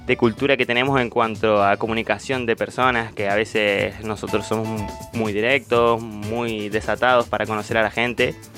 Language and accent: Spanish; Mendoza, Argentina; Yo que soy yo soy de Mendoza, una provincia colindante con Chile.